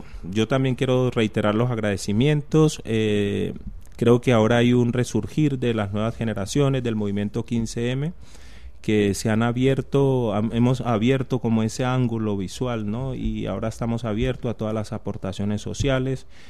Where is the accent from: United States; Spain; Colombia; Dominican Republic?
Colombia; yo vengo de Colombia y en Colombia está muy bien dividido quiénes van a los supermercados del norte y quiénes van al